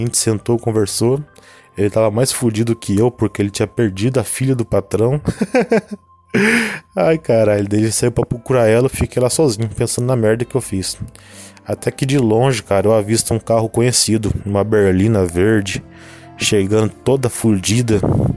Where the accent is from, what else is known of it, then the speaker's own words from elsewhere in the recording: São José dos Campos, São Paulo, Brazil; Isso porque eu sou de São José dos Campos, São Paulo, interior de São Paulo.